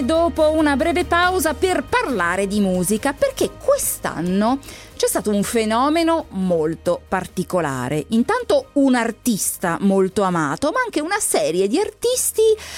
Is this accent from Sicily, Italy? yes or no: no; Lombardy, Italy; io sono brianzola, non è che proprio frequento tantissimo il napoletano.